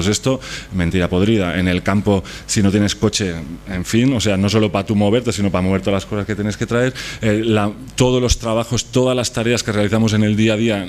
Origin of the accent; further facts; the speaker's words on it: Barcelona, Catalonia, Spain; yo soy de Barcelona, ¿eh?